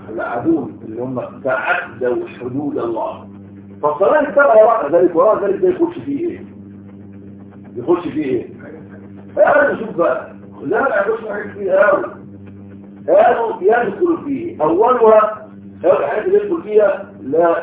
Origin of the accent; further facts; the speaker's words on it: Egypt; وعندنا في مصر بيسموه العاده السريه